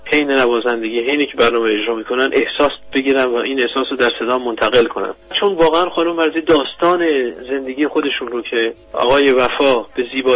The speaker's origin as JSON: {"language": "Persian", "country": "Iran", "said": "من به عنوان یک ایرانی"}